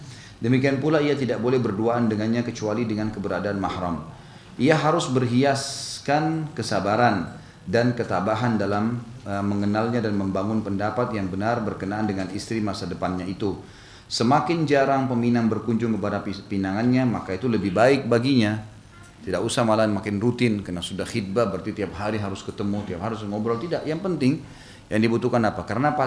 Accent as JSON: {"language": "Indonesian", "region": "South Sulawesi", "country": "Indonesia", "tie": "born there"}